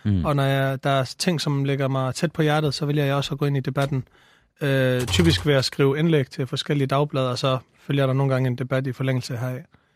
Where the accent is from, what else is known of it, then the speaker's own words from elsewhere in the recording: Vejle, Region of Southern Denmark, Denmark; now in Copenhagen, Denmark; Jeg er 22 år gammel. Altså, man kan høre på min tydelige accent, så er jeg ikke fra det københavnske af. Jeg flyttede herover for cirka et års tid siden, og opvokset i Vejle det meste af mit liv, som er en fantastisk by.